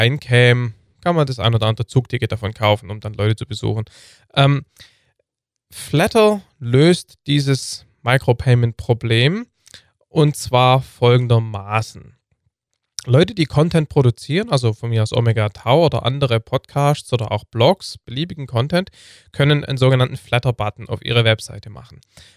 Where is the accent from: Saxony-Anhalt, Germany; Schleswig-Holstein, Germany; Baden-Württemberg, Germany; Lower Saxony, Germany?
Baden-Württemberg, Germany; Heidenheim; born there; Heidenheim, meiner Geburtsstadt auch.